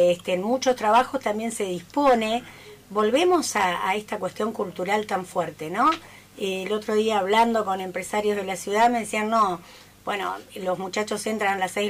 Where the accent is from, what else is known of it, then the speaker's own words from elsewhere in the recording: Argentina; Los argentinos somos y argentinas muy apasionados por el fútbol